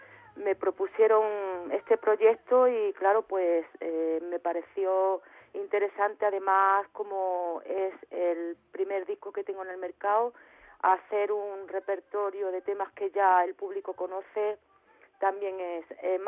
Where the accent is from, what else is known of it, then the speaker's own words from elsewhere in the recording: Andalusia, Spain; poder ir allí a mi tierra, por la parte de Málaga